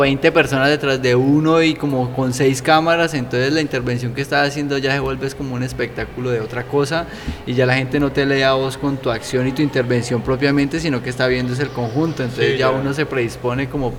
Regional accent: Cali, Valle del Cauca, Colombia; Yo digo de Cali y la gente se queda así como, Norteamérica. No, Cali, Colombia.

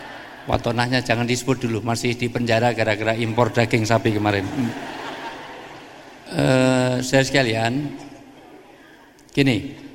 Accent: Java, Indonesia; Mohon maaf saya dahulukan yang tua, karena saya orang Jawa.

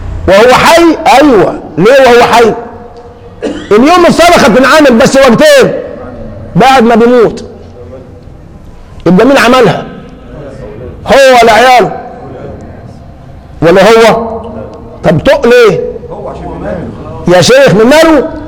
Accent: Egypt; احنا كمصريين لنا من الان مكان في السعودية

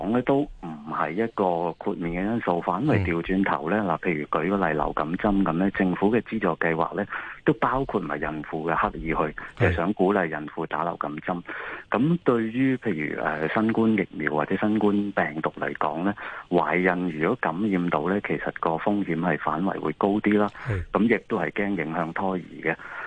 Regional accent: China; 因為譬如我哋中國人有時有一啲固有嘅觀念啊

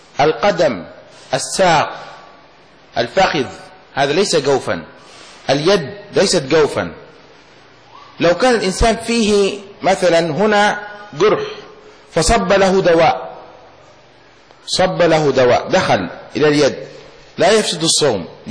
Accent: Yemen; مثل هذه ما يسمى عندنا في اليمن المداعة، الشيشة

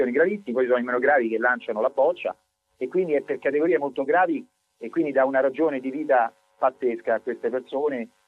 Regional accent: Rome, Lazio, Italy; io sono romano

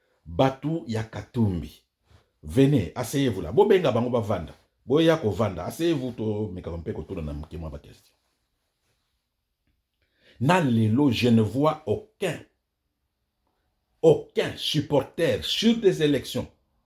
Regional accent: DR Congo; Moi, je suis des Congolais.

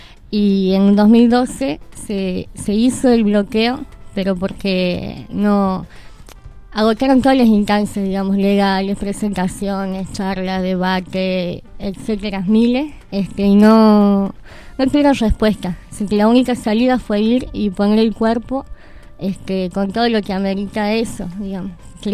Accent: San Martín, Argentina; now in Córdoba, Argentina; yo, como decía, soy de San Martín, pero vivo en Córdoba

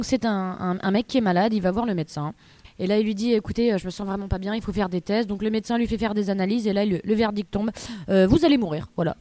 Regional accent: Lyon, Auvergne-Rhône-Alpes, France; now in Paris, France; Exactement, je viens de Lyon et depuis 4 ans, je suis sur Paris pour...

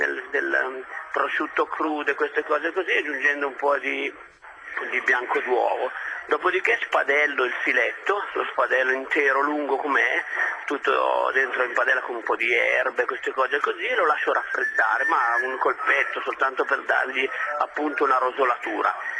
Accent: Piedmont, Italy; vengo da Piemonte, mi piace il Barbera

